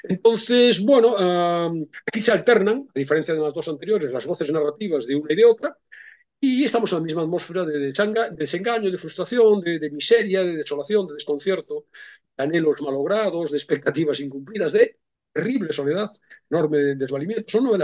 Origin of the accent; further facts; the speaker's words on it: Galicia, Spain; nada tienen que ver con mi adolescencia en Galicia